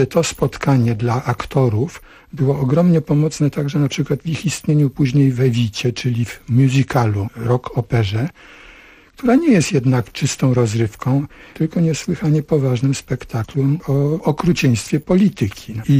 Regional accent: Sopot, Pomeranian Voivodeship, Poland; now in Chorzów, Poland; Sopot, czyli moje rodzinne miasto.

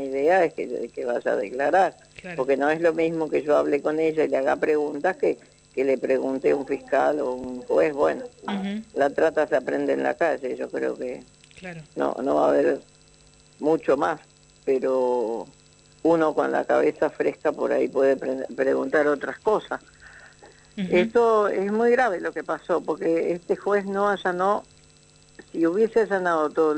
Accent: Misiones, Argentina; Yo vengo de la selva de Misiones, donde apenas tengo una primaria

